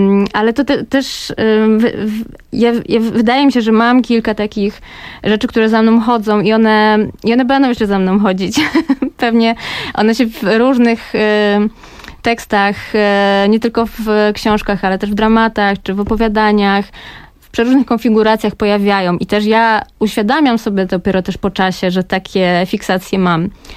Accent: Kraków, Lesser Poland, Poland; ja pochodzę z Krakowa, urodziłam się w Nowej Hucie, ale w takiej Nowej Hucie troszeczkę już nowocześniejsze i ona jest zbliżona trochę już do, powiedzmy, innych dzielnic Krakowa

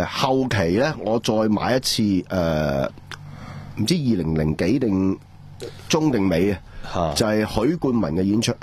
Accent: Hong Kong; 我諗佢哋咧，比我哋香港人，因為佢由細到大都可以睇到無線。

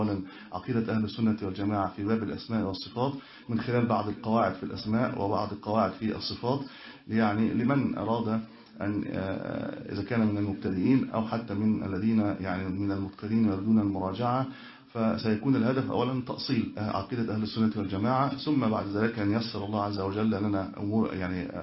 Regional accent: Cairo, Cairo Governorate, Egypt; والله أنا من القاهرة كنت أجلس هنا معكم

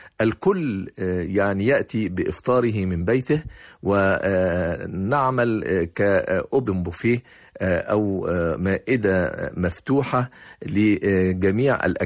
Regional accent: Egypt; وبعد ذلك تقابلنا كمصريين وكعرب وجلسنا معا كيف نحتفل بشهر رمضان المبارك خارج أوطاننا

